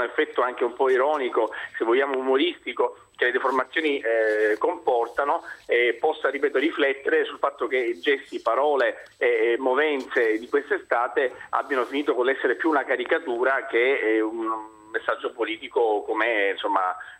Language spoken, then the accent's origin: Italian; Sicily, Italy; also born or lived in Milan; No, io sono siciliano, ancora più a sud di Napoli